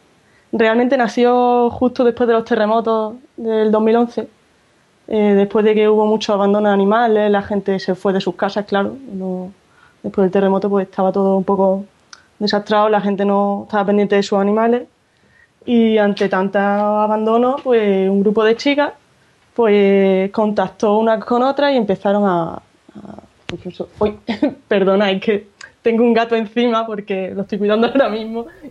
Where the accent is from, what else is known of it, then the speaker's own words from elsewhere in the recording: Córdoba, Andalusia, Spain; accent: Andalusian; yo fíjate, soy de Córdoba, sí.